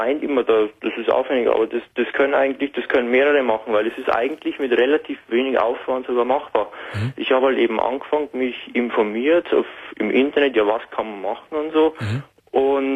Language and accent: German; Bavaria, Germany; Ich komme aus Bayern, ja.